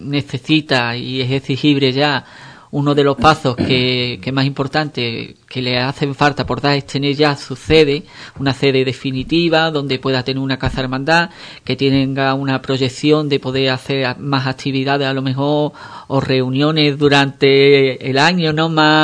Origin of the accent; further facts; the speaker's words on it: Ubrique, Andalusia, Spain; los ubriqueños, muchas de nuestras fiestas, tenemos muchos altibajos, ¿no?